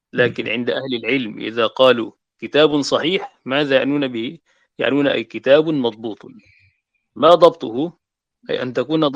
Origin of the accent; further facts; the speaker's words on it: Egypt; فهو المعتمد يعني عندنا في مصر، هو الذي عليه الفتوى